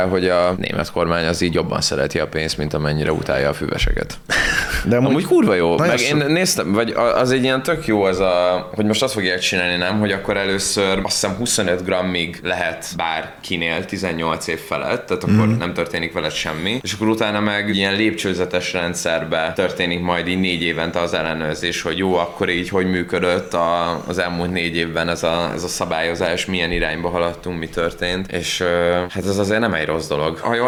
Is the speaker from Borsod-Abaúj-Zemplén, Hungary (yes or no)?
yes; Borsod-Abaúj-Zemplén, Hungary; Mádon, konkrétan a felett a település felett van, ahol én felnőttem